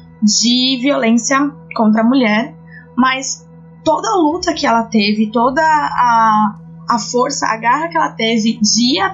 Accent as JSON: {"language": "Portuguese", "region": "São Paulo", "country": "Brazil", "said": "Sou de São Paulo, da Zona Leste, e filha única"}